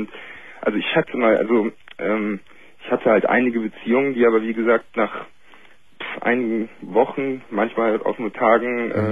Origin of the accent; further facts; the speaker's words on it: Cologne, North Rhine-Westphalia, Germany; also ich komme aus Köln, das kann ich ja sagen.